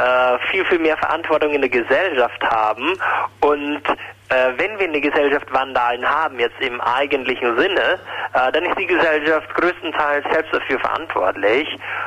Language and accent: German; Krefeld, North Rhine-Westphalia, Germany; moved away as an adult; now in Vienna, Austria; Ja, ich komme aus Krefeld, wie ich schon sagte